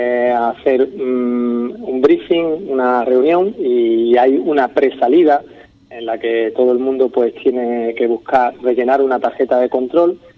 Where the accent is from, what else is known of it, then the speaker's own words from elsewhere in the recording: Ubrique, Andalusia, Spain; cuántas cosas tiene Ubrique que yo no sabía, ¿sabes? Y eso que yo me considero un conocedor de mi pueblo